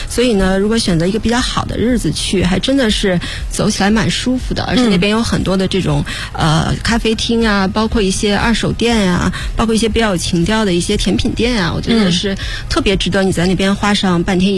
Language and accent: Chinese; Beijing, China; also born or lived in Shanghai; 我就算半个北京人吧，其实我出生在上海，但是从小在北京长大的。